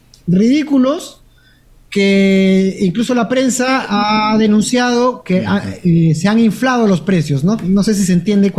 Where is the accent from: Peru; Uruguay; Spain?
Peru; somos un el Perú, somos los peruanos, somos recios, somos duros